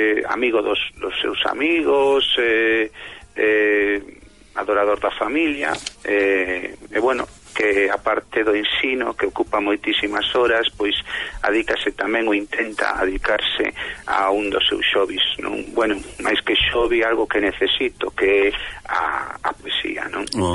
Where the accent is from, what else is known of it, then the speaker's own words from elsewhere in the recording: Lugo, Galicia, Spain; born there; Bueno, nacín en Lugo, digo, pero meus pais naceron nunha aldeíña moi pequeniña, moi humilde, de tres casiñas.